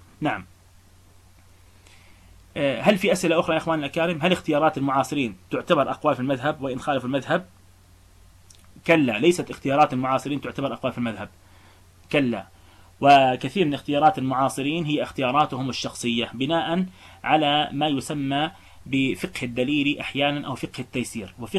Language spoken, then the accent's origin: Arabic; Palestine; يعني إحنا عندنا في فلسطين لا يوجد مذهب فعليا